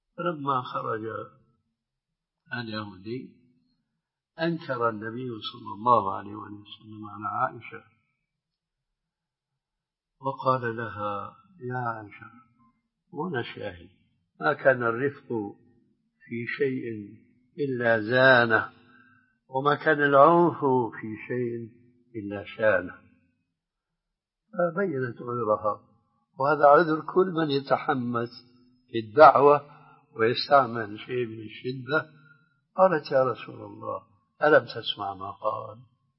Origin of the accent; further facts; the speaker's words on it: Syria; كما يقولون عندنا في الشام نص الكلام ما عليه جواب